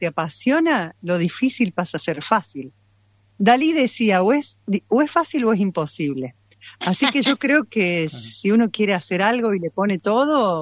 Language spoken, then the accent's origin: Spanish; Córdoba, Argentina; moved away; dirigí coros en Córdoba muchos años antes de venir, soy cordobesa, antes de venir para acá.